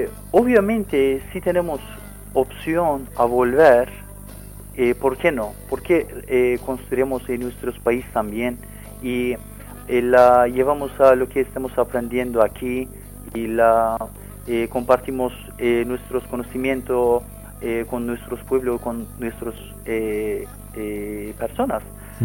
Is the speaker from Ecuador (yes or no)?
no; Dersim, Tunceli Province, Turkey; Spanish is a second language; Yo soy de Dersim.